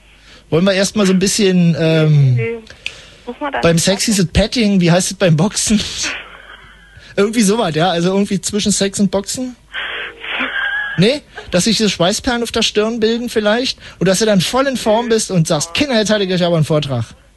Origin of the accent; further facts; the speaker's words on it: West Germany, Germany; kann ich nicht, ich bin aus dem Westen.